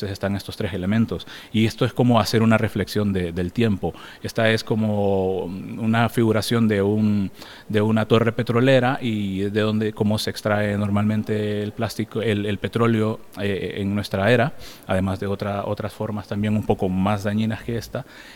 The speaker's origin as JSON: {"language": "Spanish", "town": "Tela", "region": "Atlántida", "country": "Honduras", "tie": "born there", "also_born_or_lived": "San Pedro Sula", "said": "Yo nací en la costa norte de Honduras, yo nací a la orilla del mar prácticamente porque nací en Tela, que era uno de los primeros puertos de Honduras, y luego me mudé a una de las grandes ciudades, San Pedro Sula"}